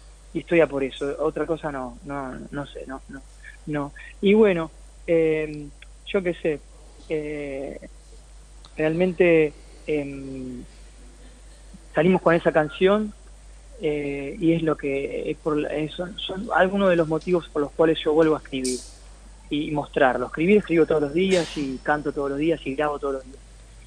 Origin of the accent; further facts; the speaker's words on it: Campana, Buenos Aires Province, Argentina; se filmó donde yo me crié, en Campana, Lima, Otamendi, Zárate, por ahí.